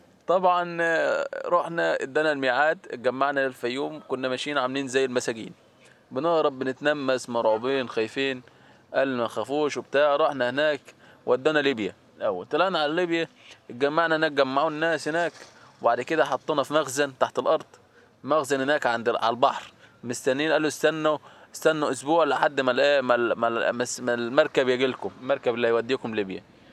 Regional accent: Tatun, Faiyum Governorate, Egypt; انا من بلد حضرتك تطون تبع مركز اتصا

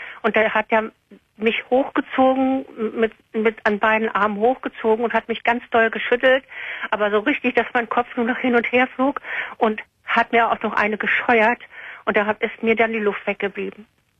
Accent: Berlin, Germany; weil ich bin ja eigentlich Berlinerin.

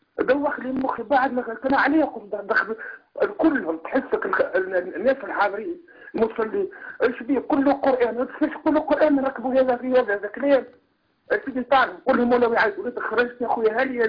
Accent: Kairouan, Kairouan Governorate, Tunisia; انا من القيروان من تونس.

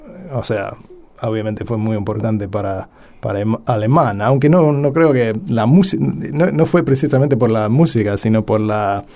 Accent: Argentina; Y sí, y después, para mí como historiador argentino, ¿no? O sea, de Argentina

